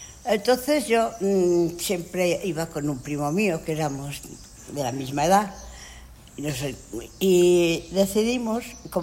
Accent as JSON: {"language": "Spanish", "region": "Navarre", "country": "Spain", "tie": "born or raised there", "said": "presentarle a los franceses que me solían venir, porque claro, mi pueblo está bastante cerca de la frontera. Y venían con frecuencia familias y personas que venían de paso, que iban a Pamplona"}